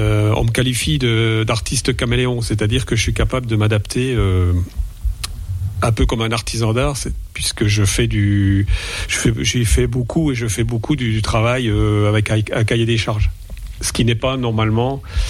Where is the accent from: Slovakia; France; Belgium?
France; La Bresse, Grand Est; Je suis originaire de la Bresse.